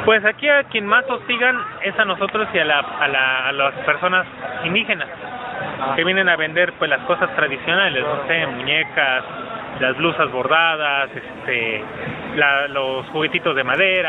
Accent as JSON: {"language": "Spanish", "region": "Querétaro", "country": "Mexico", "lives_now": "Tuxtla Gutiérrez, Mexico", "said": "Yo vengo de la ciudad de Querétaro."}